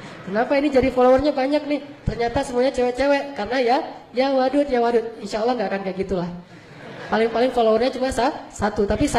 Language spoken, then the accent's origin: Indonesian; Aceh, Indonesia; Saya sebagai orang Aceh